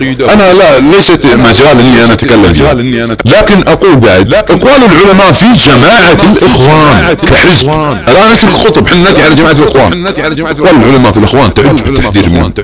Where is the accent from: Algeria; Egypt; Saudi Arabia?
Saudi Arabia; التي تربينا عليها في بلادنا السعوديه